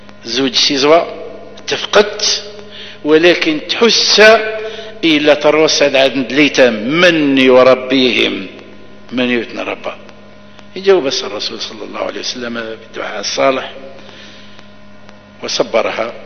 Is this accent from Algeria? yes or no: yes; Algeria; وهو بقايا السحر عندنا في الجزائر